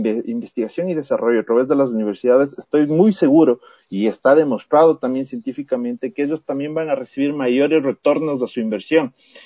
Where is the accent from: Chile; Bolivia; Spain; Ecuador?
Ecuador; el siguiente reto de todos nosotros como ecuatorianos es justamente el fortalecer las estructuras de investigación